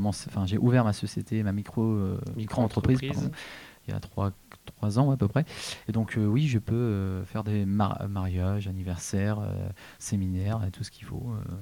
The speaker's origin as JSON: {"language": "French", "region": "Hauts-de-France", "country": "France", "said": "j'étais d'origine du Nord, donc j'ai commencé"}